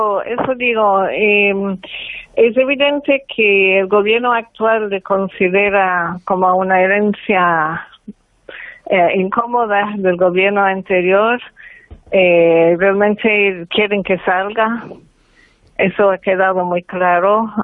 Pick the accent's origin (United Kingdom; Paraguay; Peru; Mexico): United Kingdom; England; Spanish is a second language; now in Guayaquil, Ecuador; yo soy inglesa de origen y vivo aquí hace más de 30 años.